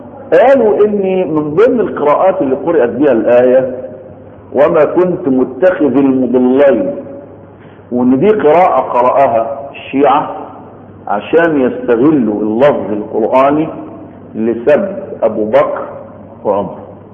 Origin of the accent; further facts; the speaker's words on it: Egypt; يعني عندنا في مصر بننطق لغة، في السعودية بينطقوا لكنة ولغة